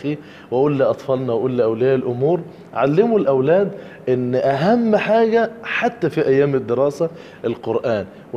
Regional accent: Abu Kabir, Sharqia Governorate, Egypt; عندي أم من أمهاتي في الشرقية عندنا في بلدنا في أبو كبير

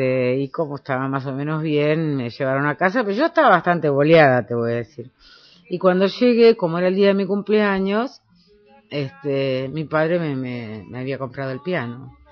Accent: Villaguay, Entre Ríos, Argentina; en mi pueblo y era una manifestación. No sé qué año sería, en fin, no sé, que era algo inusual en Villaguay

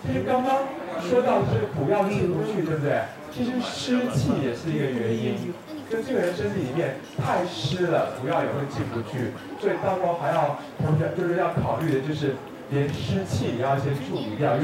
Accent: Taiwan; 那因为我是台湾人，对不对？

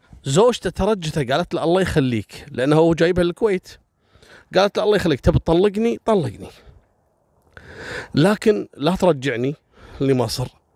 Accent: Kuwait; المدارس أول بنيانها إحنا عندنا في الكويت دائما سور المدرسة

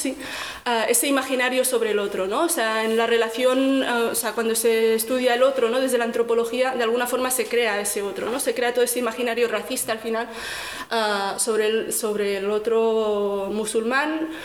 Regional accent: Rif, Morocco; colonialismo español en Marruecos, porque soy rifeña

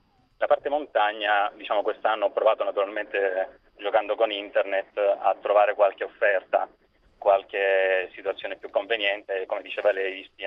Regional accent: Lecce, Apulia, Italy; now in Rome, Italy; io sono a Roma dal 2000, però sono originario di Lecce

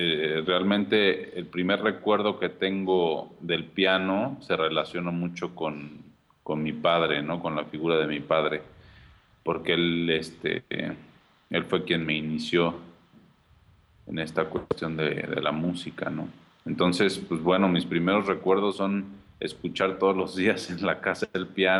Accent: Cuernavaca, Morelos, Mexico; now in Mexico City, Mexico; yo siento que soy de Cuernavaca, o sea, más que sentirme de aquí, me siento de allá.

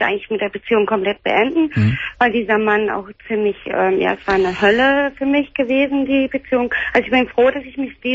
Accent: Hamburg, Germany; Also ich komme ja aus Hamburg.

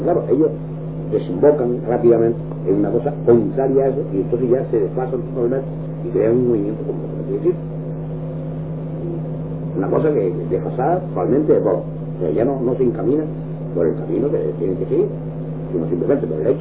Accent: Canary Islands, Spain; Yo soy canario, más canario que tú.

